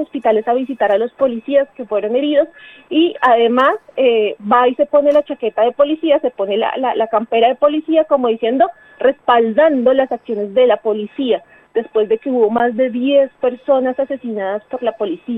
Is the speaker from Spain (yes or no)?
no; Colombia; moved away; asumirnos como migrantes porque salimos de Colombia, ¿no? Y bueno, salimos porque nos faltan un montón de derechos